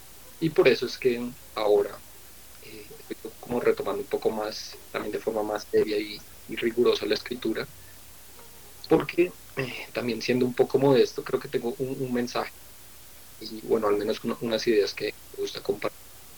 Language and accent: Spanish; Bogotá, Colombia; Básicamente puedo decir que soy de Bogotá. Resido aquí en Bogotá.